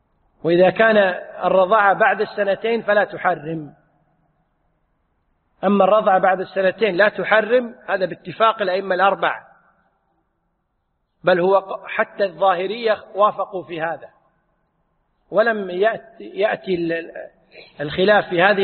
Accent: Kuwait; عندنا في الكويت يقولون 0 على الشمال

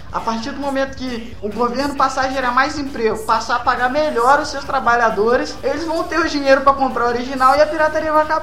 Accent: Paraguay; Eu que sou paraguaio

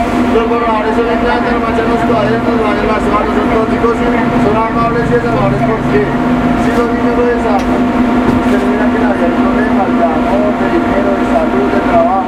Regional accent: Colombia; yo soy colombiano.

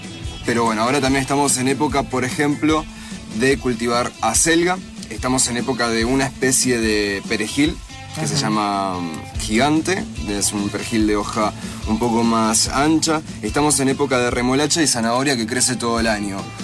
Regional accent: Neuquén, Argentina; Sí, el valle, el alto valle de Río Negro en Neuquén.

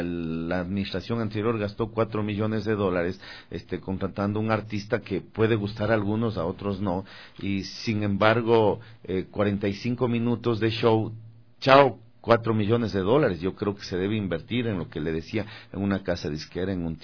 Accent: Ecuador; Yo soy un ecuatoriano que desarrolló una marca de radio ecuatoriana.

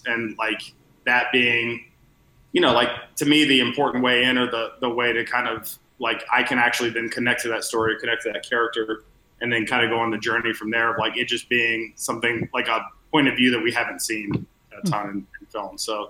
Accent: Atlanta, Georgia, United States; Yeah, I'm from Atlanta, from Georgia.

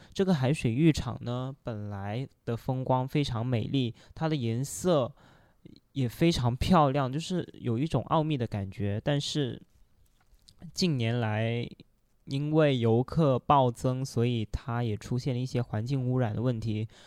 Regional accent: Guangzhou, Guangdong, China; Korean is a second language; 네, 제가 제 고향지 광저우 소개해드릴게요. 광저우는 그 중국 남쪽의 대도시인데요.

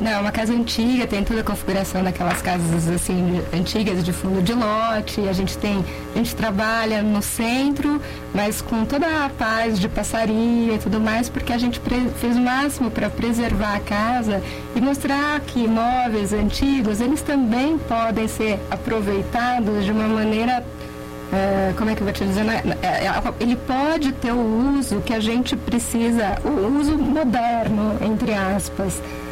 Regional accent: Novo Hamburgo, Rio Grande do Sul, Brazil; moved away as an adult; now in Campinas, Brazil; Casei e vim para Campinas, né? Vim casar e moro em Campinas.

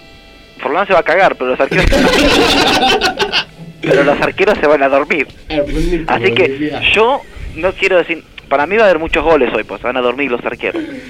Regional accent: Argentina; Sí, es así, yo soy argentino, o sea, yo voto por Argentina.

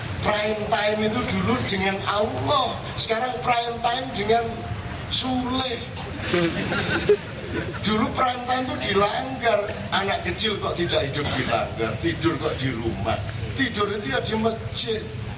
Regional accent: Surakarta, Central Java, Indonesia; Lho saya bukan orang Madura saya. Saya orang Solo.

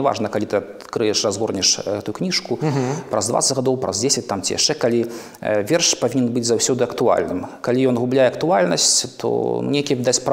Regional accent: Grodno, Grodno Region, Belarus; Гародня дала мне крылы, і Гародня да гэтага часу натхняе.

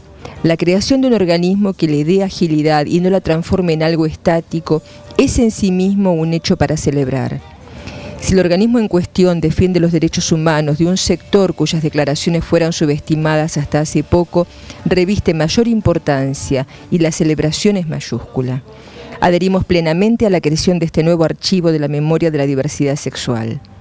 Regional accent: Jacinto Arauz, La Pampa, Argentina; en mi pueblo natal de La Pampa, Jacinto Arauz

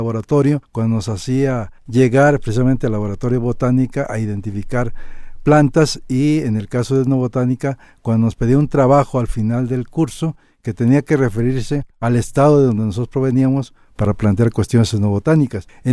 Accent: Mexico; no a nuestros intereses como mexicanos.

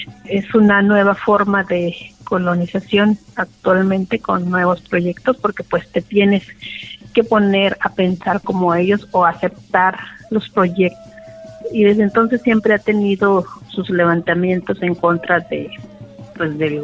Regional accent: Loma de Bácum, Sonora, Mexico; pues vengo del pueblo yaqui, soy de Loma de Bacum.

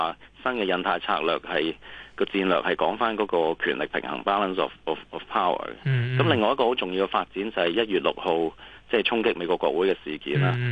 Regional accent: Hong Kong; 佢唔係出好多啲招數去喺香港度去影響到我哋香港人或者香港

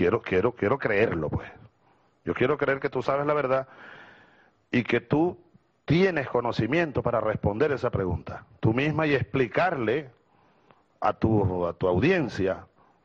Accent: Venezuela; Claro que para mí tiene importancia como venezolano

